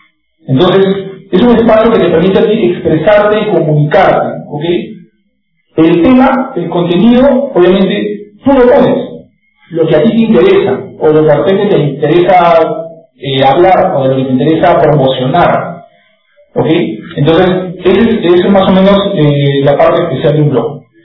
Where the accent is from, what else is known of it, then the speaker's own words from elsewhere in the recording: Trujillo, La Libertad, Peru; porque somos una comunidad peruana, obvio, la idea es promocionar los blogs peruanos. Y como somos también una comunidad trujillana